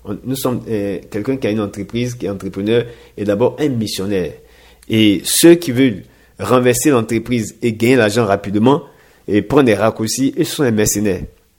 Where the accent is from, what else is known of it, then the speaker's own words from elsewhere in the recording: Côte d’Ivoire; en tant qu'Ivoirien, en tant que résident en Côte d'Ivoire